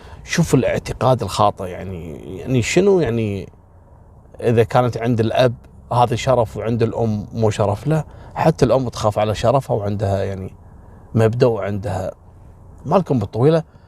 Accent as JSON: {"language": "Arabic", "country": "Kuwait", "said": "هذا الغزو دمر الدنيا عندنا في الكويت في ملفات القضايا"}